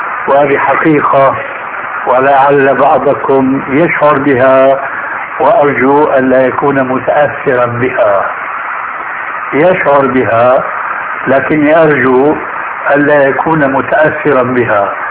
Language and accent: Arabic; Syria; اول ما شاهدناه عندنا في سوريا لم يكن مع هذه الاناشيد ذكر للذب اطلاقا